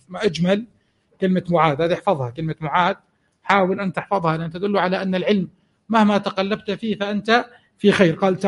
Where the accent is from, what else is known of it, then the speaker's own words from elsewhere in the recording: Jordan; مثل حمامات معين عندنا في الأردن كمثال حي